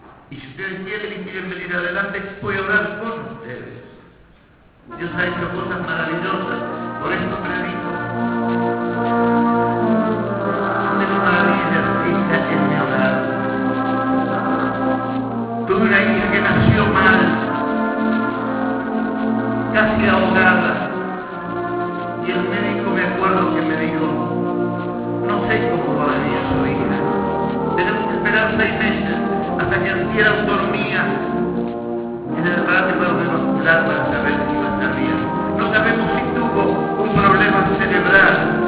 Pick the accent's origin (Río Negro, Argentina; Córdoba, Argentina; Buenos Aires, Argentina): Buenos Aires, Argentina; yo soy de Capital Federal.